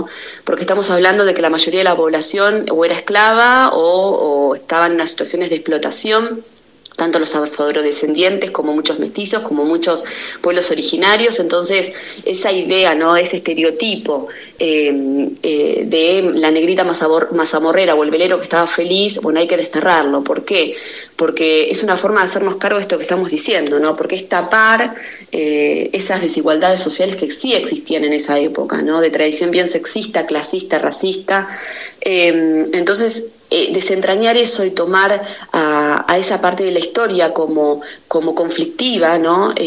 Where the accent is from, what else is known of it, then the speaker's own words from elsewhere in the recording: Argentina; ¿Quiénes somos los argentinos hoy?